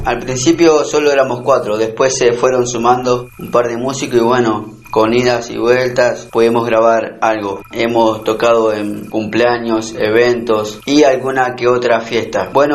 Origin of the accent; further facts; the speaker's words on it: Santa Fe, Argentina; soy de Argentina, provincia de Santa Fe. Soy el vocalista